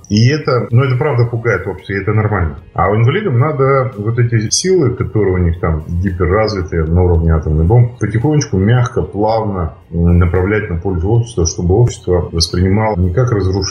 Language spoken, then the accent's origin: Russian; Yekaterinburg, Sverdlovsk Oblast, Russia; мы не из Петербурга, а с Екатеринбурга.